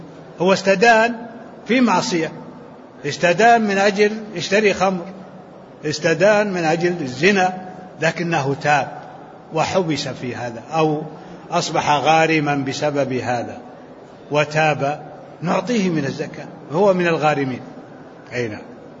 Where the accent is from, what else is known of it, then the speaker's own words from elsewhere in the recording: Libya; أنا من ليبيا.